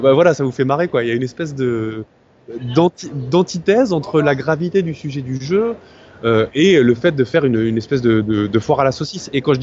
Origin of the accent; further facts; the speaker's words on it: France; parce que ils sont français, on est français